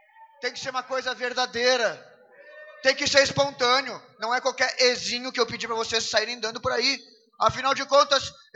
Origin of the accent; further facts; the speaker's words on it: Rio Grande do Sul, Brazil; viemos desde o Rio Grande do Sul. Sim, senhoras e senhores, somos gaúchos.